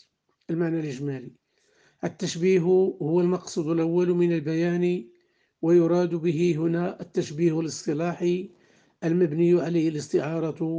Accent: Morocco; واجعل بلدنا المغرب وبلاد

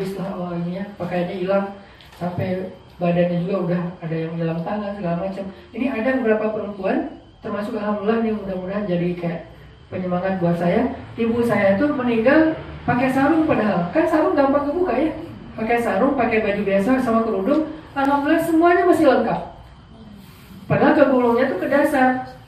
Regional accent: Aceh, Indonesia; ketika terjadi tsunami di kampung saya di Aceh

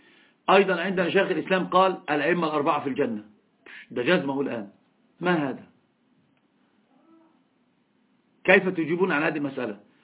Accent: Egypt; أنا أتكلم اللغة العربية كثيرا، حتى الإخوة ممكن ما يعرفون من أين أنا. أنا من مصر. قلت له أنا من مصر.

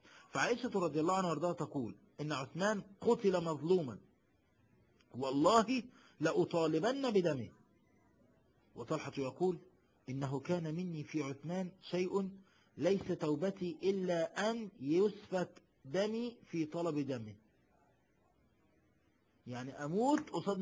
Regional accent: Egypt; شوف انا من مصر مش خايف على مصر

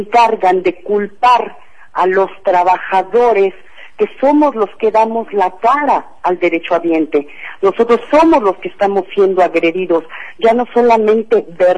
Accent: Mexico; Yo creo que es nuestra obligación como mexicanos no anular nuestro voto.

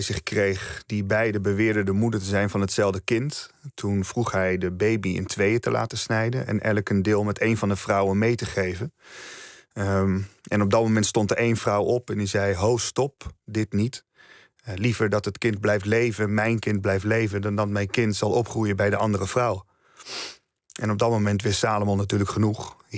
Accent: Netherlands; Maar het is überhaupt gek dat ik als Nederlander die kennis niet heb.

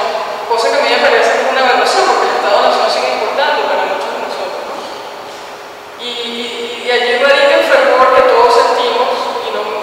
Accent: Venezuela; donde nunca había estado como venezolana

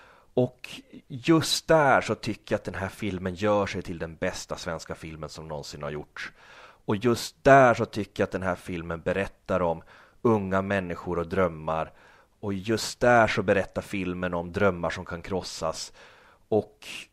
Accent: Norrland, Sweden; Jag växte upp i Norrland liksom, utan coola filmkompisar

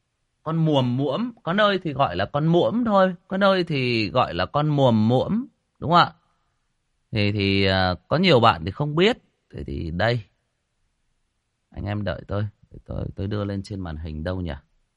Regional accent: Hưng Yên, Vietnam; Ở quê tôi Hưng Yên nó cũng có, nhưng mà nó ít, nó không phổ biến.

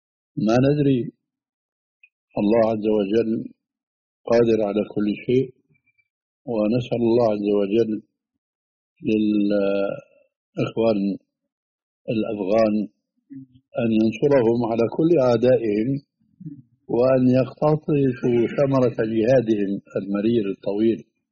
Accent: Levant, Syria; كما يقولون عندنا في الشام، نحن حاطين إيدنا على قلبنا

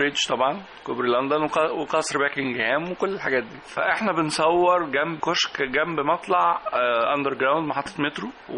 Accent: Egypt; كمصريين كمان بنحب نرغي كتير

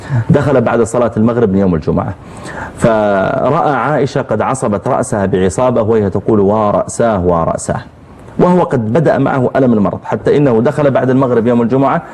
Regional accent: Riyadh, Riyadh Province, Saudi Arabia; جامع عندنا في الرياض

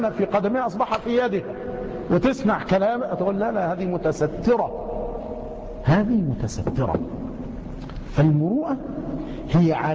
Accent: Egypt; مع أن الجزر والسماك عندنا في مصر يعني من نيرات

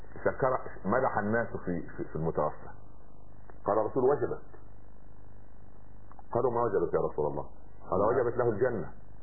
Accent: Egypt; عندنا في مصر مثال بسيط يقول لك ايه

